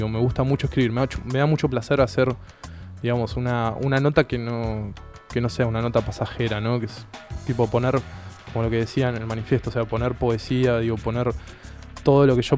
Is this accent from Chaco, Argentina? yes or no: no; Ituzaingó, Buenos Aires Province, Argentina; yo soy de Ituzaingó, ¿no? Y conozco el oeste, pero esto es un oeste más profundo, ¿no?